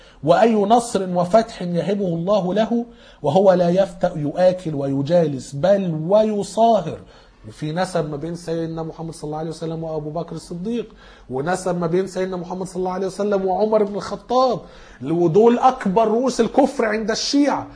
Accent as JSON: {"language": "Arabic", "country": "Egypt", "said": "احنا كمصريين"}